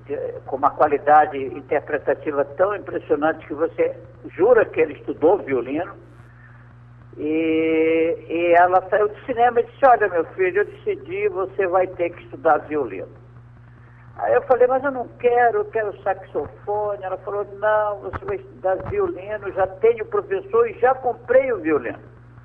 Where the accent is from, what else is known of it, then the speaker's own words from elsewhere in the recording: São Luís, Maranhão, Brazil; Bom, eu sou de São Luís do Maranhão, e eu sou de uma família bem conhecida há muito tempo lá em São Luís.